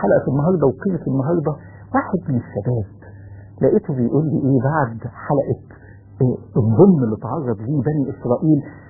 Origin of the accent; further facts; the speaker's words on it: Egypt; حتى لو كان الظالم أصل المصريين وأنا مصري